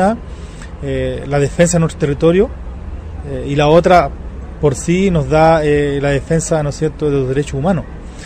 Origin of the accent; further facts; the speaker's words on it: Chile; soy mapuche lafkenche de Chile.